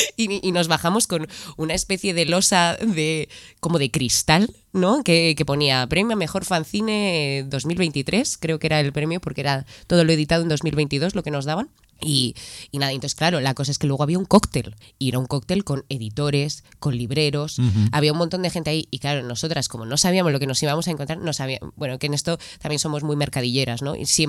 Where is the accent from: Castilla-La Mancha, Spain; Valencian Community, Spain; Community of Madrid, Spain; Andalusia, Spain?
Community of Madrid, Spain; Madrid; Somos de Madrid, sí.